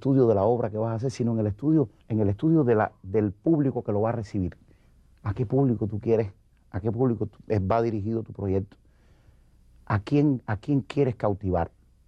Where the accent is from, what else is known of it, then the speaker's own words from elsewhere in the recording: Cuba; Yo volví para Cuba, mi pueblo sabía dónde yo había estado y sabía que lo había representado.